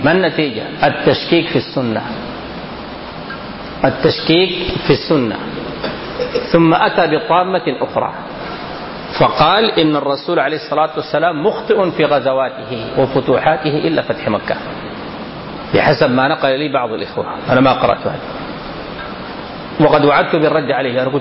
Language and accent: Arabic; Sudan; كلامنا عندنا في السودان هنا.